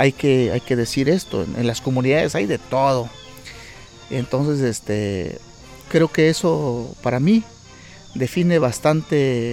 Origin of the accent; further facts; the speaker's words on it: Jaltepec, Oaxaca, Mexico; soy originario aquí de Jaltepec, comunero en activo. También soy un compositor activo. Llevo componiendo desde mis 12 años en mi pueblo, en Jaltepec, Canayoc